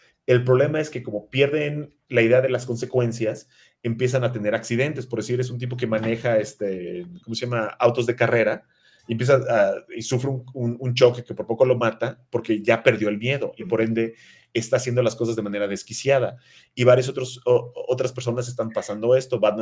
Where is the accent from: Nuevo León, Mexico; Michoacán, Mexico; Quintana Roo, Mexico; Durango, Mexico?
Quintana Roo, Mexico; Cancún; also born or lived in United States; porque obviamente yo creciendo en Cancún, pues no llegaron esos cómics, ¿no? Con trabajo llegaban los cómics de Daredevil. Entonces ya cuando fui a los Estados Unidos me empecé a informar, ¿no?